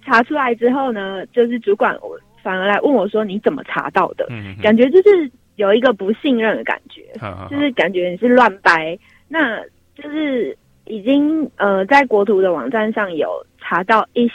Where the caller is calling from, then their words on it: Taipei, Taiwan; 我是台北的